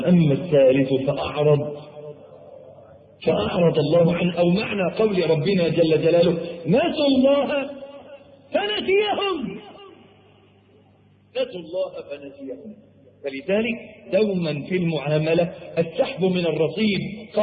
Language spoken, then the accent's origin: Arabic; Egypt; عندنا في مصر